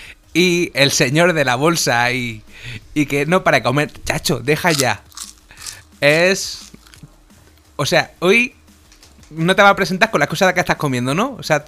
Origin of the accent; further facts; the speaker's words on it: Argentina; yo soy el analista argentino que trata de analizar a toda esta panda de boludos.